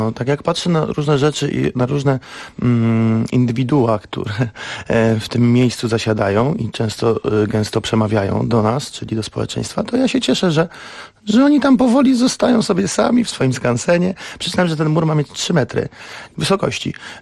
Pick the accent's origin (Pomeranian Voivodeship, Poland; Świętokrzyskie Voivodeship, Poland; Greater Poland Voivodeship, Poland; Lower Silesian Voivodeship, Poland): Lower Silesian Voivodeship, Poland; Wrocław; Poza tym ja jestem z Wrocławia.